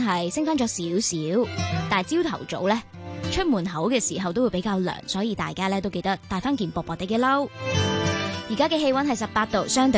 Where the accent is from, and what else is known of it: Hong Kong